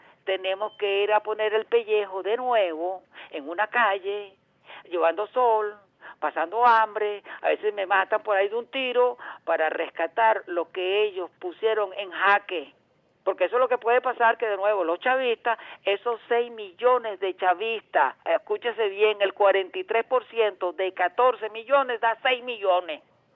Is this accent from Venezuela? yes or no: yes; Venezuela; poner las cosas en su lugar como venezolanos que somos, como revolucionarios que queremos ser y como gente inteligente que al fin y al cabo somos.